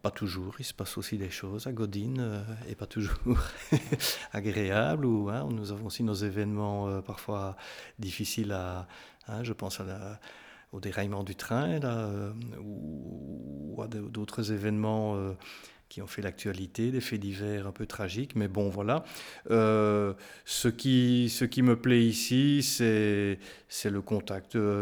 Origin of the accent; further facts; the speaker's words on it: Namur, Wallonia, Belgium; Je suis né à Namur, je vous l'ai dit. Je ne sais pas, oui, je vous l'ai dit, oui. J'ai vécu en ville jusqu'à l'âge de 30, 31, 32 ans.